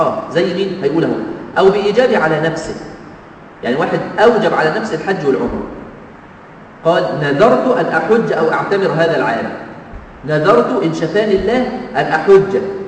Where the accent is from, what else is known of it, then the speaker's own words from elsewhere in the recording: Egypt; لازم أطلع النائب عني من بلدي أنا من مصر